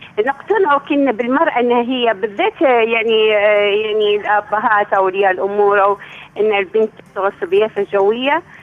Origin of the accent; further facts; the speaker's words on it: Benghazi, Libya; أنا بنت ليبيا وبنت بنغازي